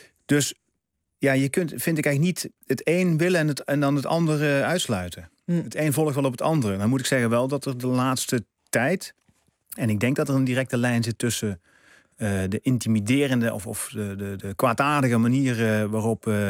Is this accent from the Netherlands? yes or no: yes; Netherlands; wij laten ons als Nederlanders er graag voorstaan, hè, dat we zo anti-autoritair zijn.